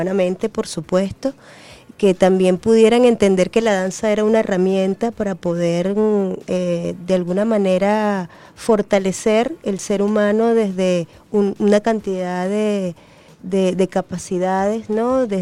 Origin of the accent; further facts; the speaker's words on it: Venezuela; el compromiso que nos queda como artistas venezolanos y venezolanas